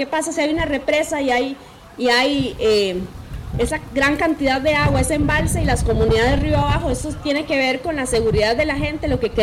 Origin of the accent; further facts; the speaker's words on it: San Pedro, San José, Costa Rica; Venimos desde Pérez Celedón, venimos desde un lugar muy lejano que se llama San Pedro